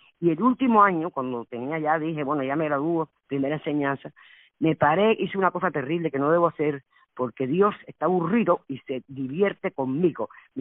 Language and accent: Spanish; Havana, Cuba; Yo soy de La Habana, querido. Desgraciadamente, lo único que conozco es La Habana